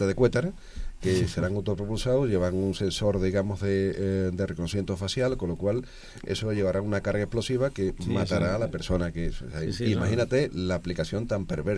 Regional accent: Alcalá de Guadaíra, Andalusia, Spain; allí en esto en San Mateo, mi pueblo de Alcalá de Guadaira

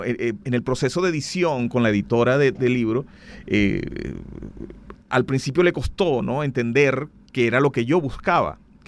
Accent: Valera, Trujillo, Venezuela; Yo soy de Valera.

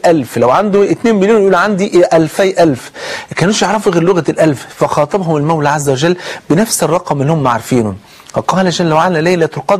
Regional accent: Egypt; عشان ننقذ بلدنا مصر

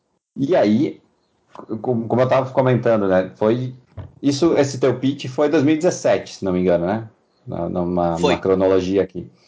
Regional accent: Rio Grande do Sul, Brazil; Eu sou do Rio Grande do Sul.

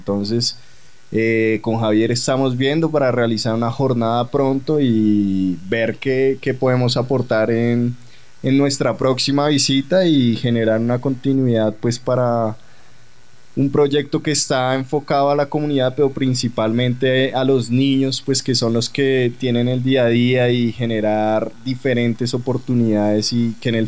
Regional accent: Bogotá, Colombia; a mí, pues, como bogotano, me duele ver eso.

